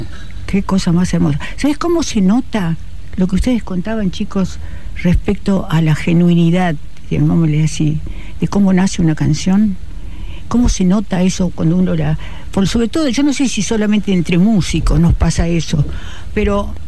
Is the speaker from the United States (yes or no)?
no; Bombal, Santa Fe, Argentina; also born or lived in Buenos Aires Province; now in Rosario, Argentina; Mirá, me crié, es decir, pasé 2 años de mi primera infancia en Bombal, exactamente.